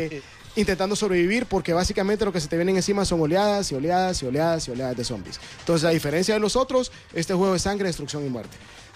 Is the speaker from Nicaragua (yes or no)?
yes; Nicaragua; como yo crecí en Nicaragua, la daban los domingos